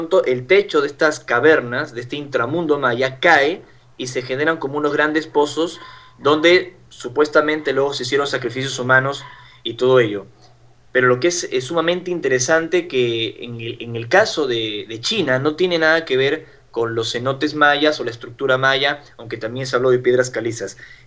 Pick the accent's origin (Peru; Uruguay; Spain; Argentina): Peru; trato de compartir lo que me pasó en mi país de origen, en el Perú